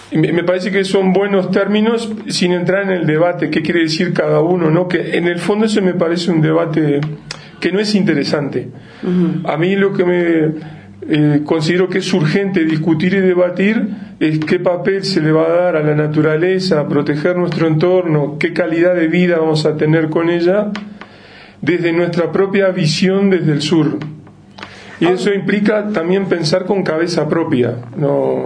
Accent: Uruguay; soy de Uruguay, con lo que eso tiene de bueno y de malo. Visito diferentes países, sobre todo América del Sur, desde hace mucho tiempo.

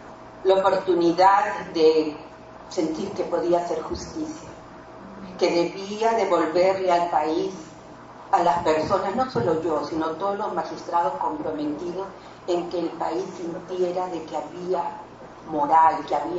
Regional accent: Barranca, Lima, Peru; Yo era juez de paz no letrada en el distrito de Barranca, de donde soy

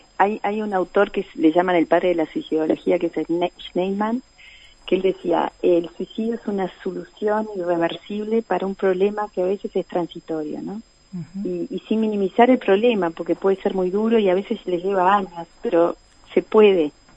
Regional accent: Uruguay; eso es lo más duro para nosotros como uruguayos

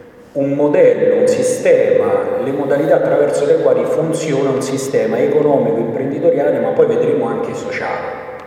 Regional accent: Lazio, Italy; Io vengo dalla provincia di Latina, che è un territorio che almeno fino a qualche anno fa veniva considerato libero dalle mafie.

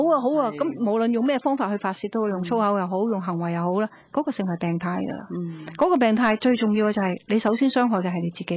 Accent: Guangdong, China; accent: Cantonese; 我哋广东话叫做咁就系路啦，啱啦。

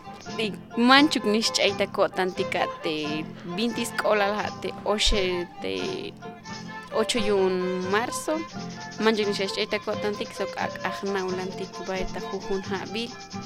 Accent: Coquitel, Chiapas, Mexico; first language Tseltal; Spanish is a second language; Yo vengo de Coquitel, de comunidad de Coquitel, de municipio Chilón. Y pues mi lengua es celtal.

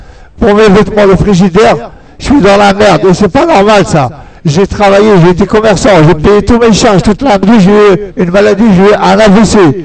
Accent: Mantes-la-Jolie, Île-de-France, France; Moi, je viens de Mantes-la-Jolie. Hein, dans les Yvelines

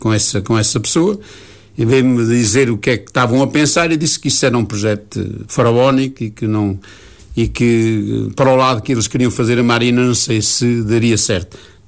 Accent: Nazaré, Leiria, Portugal; Portanto, eu candidato para Nazaré, porque é a minha terra, sempre olhei com muita atenção o que se passava na minha terra

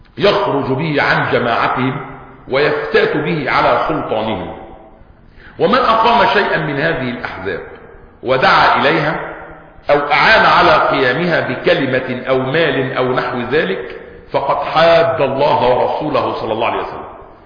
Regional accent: Egypt

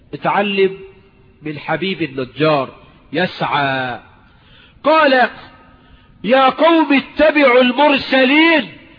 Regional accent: Egypt; مش عندنا، انا مش من المليا، عندنا في مصر يعني، ما هو المليا دي مصر.

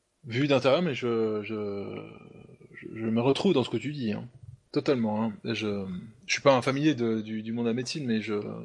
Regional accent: France; J'aimerais que cet esprit nous anime tous en tant que Français

